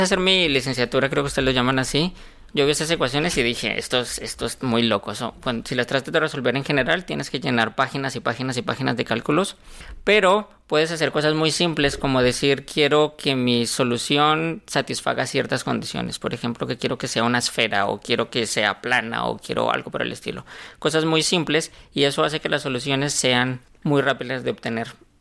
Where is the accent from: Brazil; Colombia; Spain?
Colombia; moved away as an adult; now in Mexico; Vale, yo soy colombiano